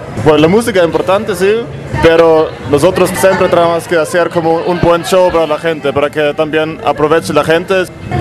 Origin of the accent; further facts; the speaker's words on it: Nuremberg, Bavaria, Germany; Creo que más aquí en la parte sur es donde estamos nosotros, somos de Nuremberg, se llama la ciudad.